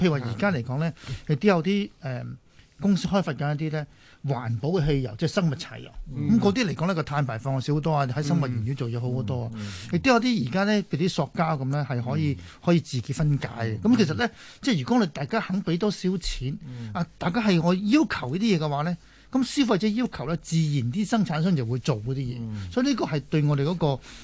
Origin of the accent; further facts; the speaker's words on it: China; 即係我哋中國市人嘅思想咧，係呢方面敏感啲。